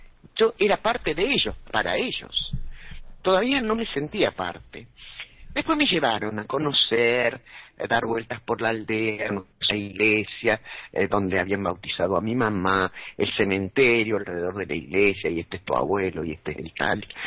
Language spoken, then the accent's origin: Spanish; Argentina; fui como una argentina más. Y al llegar a España, al pueblo de mamá